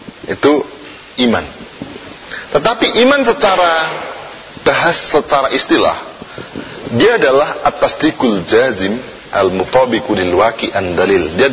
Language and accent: Indonesian; Tuban, East Java, Indonesia; Bapak saya ini aslinya dari Surabaya, dari Jawa Timur, Tuban saya ini, ya.